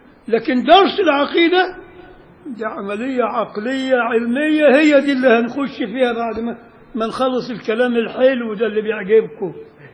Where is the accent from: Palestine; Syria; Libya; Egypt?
Egypt; Beni Suef, Beni Suef Governorate; وعندنا في بني سويف